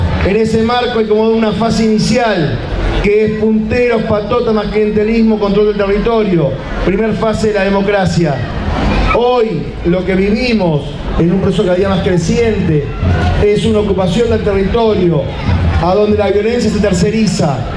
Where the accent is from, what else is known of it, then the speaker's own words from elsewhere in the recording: Florencio Varela, Buenos Aires Province, Argentina; yo provengo de Florencio Varela